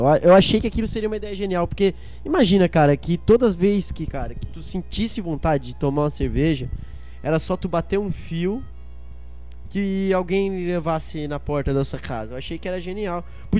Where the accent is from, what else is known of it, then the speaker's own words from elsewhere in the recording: Criciúma, Santa Catarina, Brazil; eu sou natural de Criciúma.